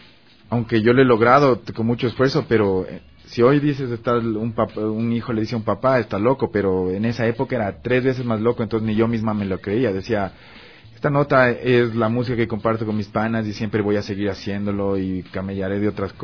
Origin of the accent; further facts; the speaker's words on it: Ambato, Tungurahua, Ecuador; Yo soy de Ambato, sí.